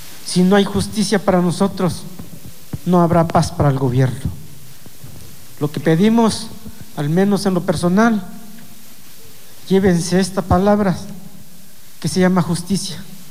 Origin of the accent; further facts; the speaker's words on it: Mexico; first language Mixtec; Spanish is a second language; Mi lengua materna, mixteco.